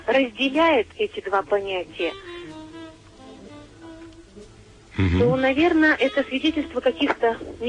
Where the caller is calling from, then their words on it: Arkhangelsk, Arkhangelsk Oblast, Russia; Я звоню из Архангельска.